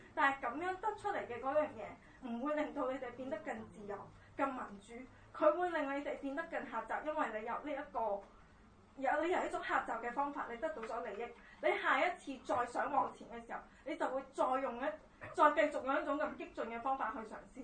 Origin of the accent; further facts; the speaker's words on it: China; 作為一個內地人，咁我亦都由細睇香港節目長大，